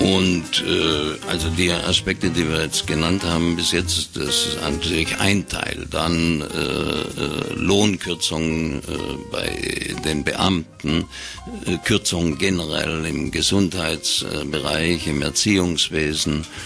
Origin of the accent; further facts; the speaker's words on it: Baden-Württemberg, Germany; wie man bei uns im Schwabenland sagt